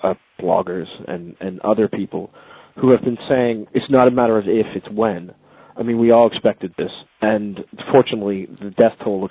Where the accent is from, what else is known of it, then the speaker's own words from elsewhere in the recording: United States; now in London, United Kingdom; I'm an American who lives in London, who uses English expressions and has been here over half my life.